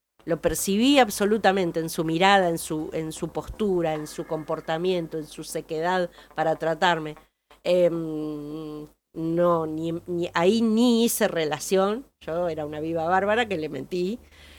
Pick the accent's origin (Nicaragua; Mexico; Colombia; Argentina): Argentina; Olavarría, Buenos Aires Province; soy de Olavarría, estamos acá de paseo porque los chicos son parientes nuestros